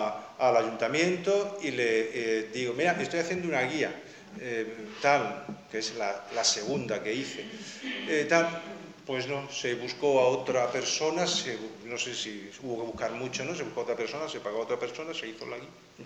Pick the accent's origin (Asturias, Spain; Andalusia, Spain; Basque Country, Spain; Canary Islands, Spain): Andalusia, Spain; Alhama de Granada; yo siempre me he sentido solo, aquí, en mi pueblo, me he sentido solo.